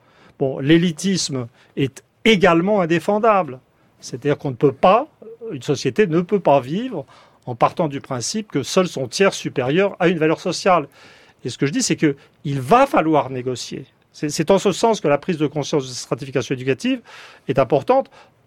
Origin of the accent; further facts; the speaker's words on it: France; Alors, ce qui me rend un peu triste en tant que Français